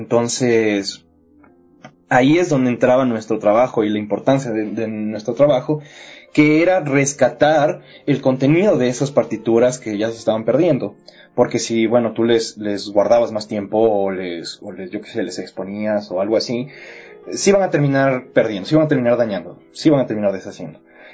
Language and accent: Spanish; Ecuador; yo, como ecuatoriano, bueno, sabía que yo tenía un patrimonio cultural